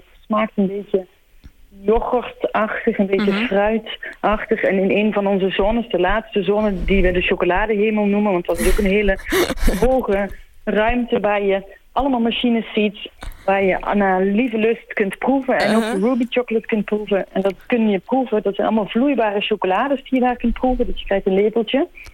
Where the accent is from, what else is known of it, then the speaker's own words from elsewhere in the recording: Limburg, Netherlands; also born or lived in Antwerp; Dus ik kom oorspronkelijk uit Nederlands Limburg en ging toen veel in Antwerpen bivakeren en ging daar ook voor een groot deel van de tijd wonen.